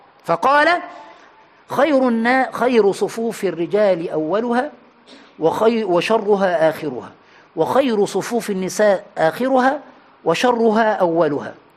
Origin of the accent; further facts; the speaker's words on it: Egypt; عندنا في مصر بيقولوا علقها في رقبه عالي مطلع سالم